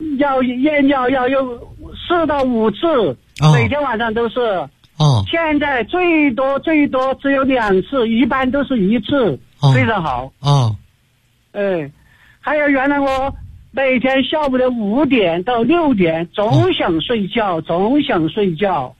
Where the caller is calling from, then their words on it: Chengdu, Sichuan, China; 我是成都的一名学员。